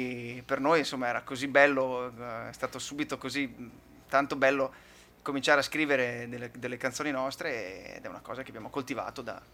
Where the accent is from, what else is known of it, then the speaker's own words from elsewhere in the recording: Occhiobello, Veneto, Italy; Io sono il più vicino, sono di Occhiobello